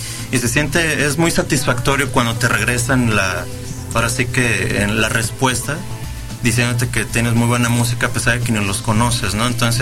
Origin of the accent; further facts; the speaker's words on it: Guadalajara, Jalisco, Mexico; no es ningún secreto que somos los tapatíos muy exigentes